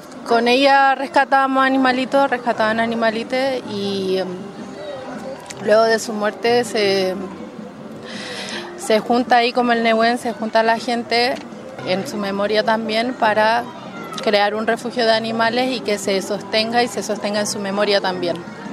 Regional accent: Santiago, Santiago Metropolitan, Chile; born there; Yo nací en Santiago, las personas también que estamos ahí en el refugio somos de Santiago, de La Guarria

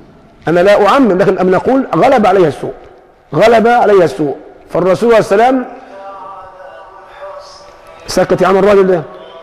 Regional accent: Egypt; العاطفة فينا كمصريين موجودة، موجودة من القديم

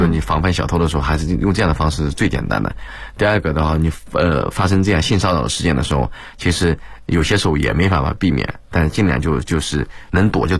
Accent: China; 我还是一直坚信，就是我们中国人是属于比较聪明的人。

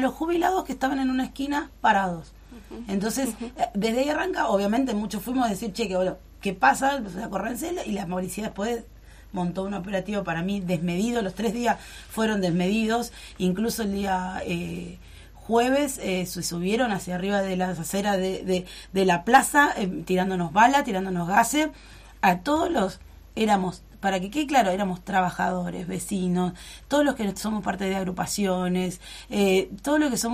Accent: El Talar, Buenos Aires Province, Argentina; Bueno, yo soy de La Paloma, soy de del Talar.

